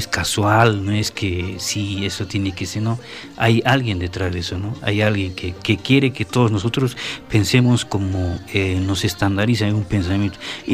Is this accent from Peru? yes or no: yes; Juliaca, Puno, Peru; Y la primera guitarra es de mi tierra, de Juliaca.